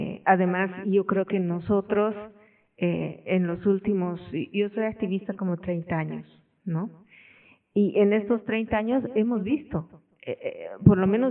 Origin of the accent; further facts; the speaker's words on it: Bolivia; Yo soy boliviana, vivo en La Paz